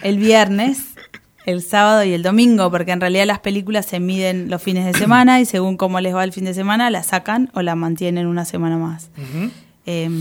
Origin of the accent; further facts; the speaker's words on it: Neuquén, Argentina; A mí me gustaría personalmente ir a Neuquén, porque además de que está parte del grupo de familiares y amigos, es de donde yo vengo.